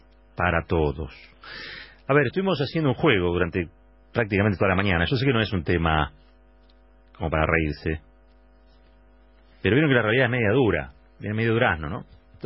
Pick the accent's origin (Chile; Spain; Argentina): Argentina; Somos todos los argentinos, no solamente aquellos que están haciendo un corte o protestando por algo.